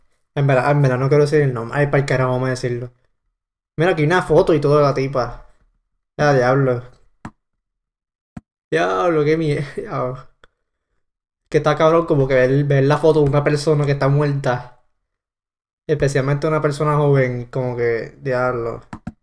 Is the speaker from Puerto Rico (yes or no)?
yes; Ponce, Puerto Rico; Entonces hace todos los años en la ciudad de Ponce, mi ciudad natal de Ponce, ¿verdad?